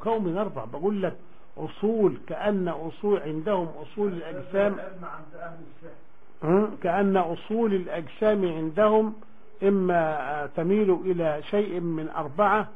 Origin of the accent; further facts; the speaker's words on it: Egypt; احنا عندنا في مصر كذا وكذا وكذا وكذا الى اخره